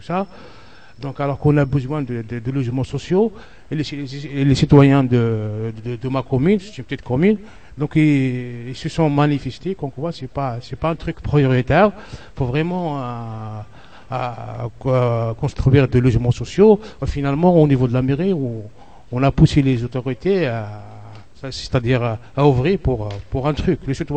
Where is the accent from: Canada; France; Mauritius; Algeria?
Algeria; Kabylie; C'est un truc que j'ai vu que chez moi en Kabylie